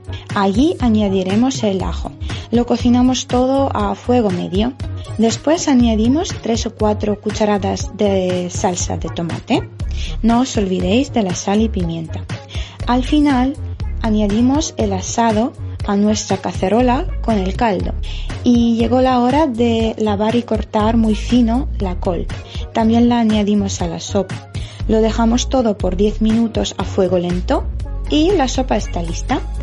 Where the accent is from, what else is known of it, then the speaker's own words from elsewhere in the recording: Ukraine; Spanish is a second language; soy de Ucrania